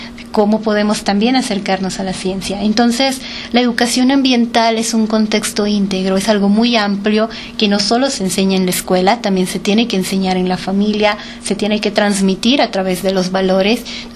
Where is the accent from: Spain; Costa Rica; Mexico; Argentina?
Mexico; Y nosotros la tenemos muy cerca como mexicanos y no la valoramos.